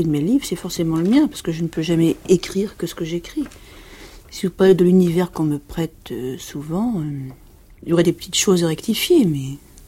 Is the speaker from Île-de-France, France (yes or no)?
yes; Paris, Île-de-France, France; also born or lived in Cajarc; Je suis née dans le Lot, à Cajar, dans le sud-ouest, et j'ai habité Paris toute ma vie, sauf pendant la guerre où on habitait Lyon.